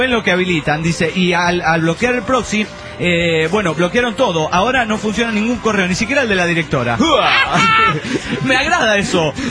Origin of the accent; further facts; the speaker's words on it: Guaymallén, Mendoza, Argentina; yo cuando era niña vivía en Mendoza, República Argentina